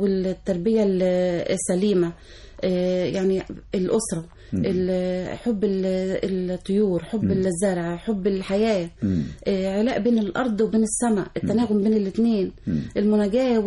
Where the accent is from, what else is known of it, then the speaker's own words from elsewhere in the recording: Zagazig, Sharqia Governorate, Egypt; also born or lived in Suez; فعشنا كمان بعد الحرب، طبعا عشنا في مدينة الزقازيق، بالذات قرية أو مركز من القمح الشرقية، عشت فيها 10 سنين من عمري.